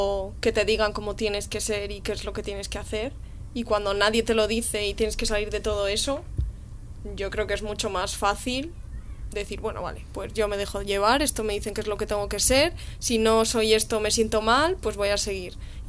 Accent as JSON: {"language": "Spanish", "town": "Madrid", "region": "Community of Madrid", "country": "Spain", "tie": "born or raised there", "said": "O sea, a mí no me gusta Madrid, y yo soy de Madrid, por desgracia, de pura cepa además, y es que no me gusta nada."}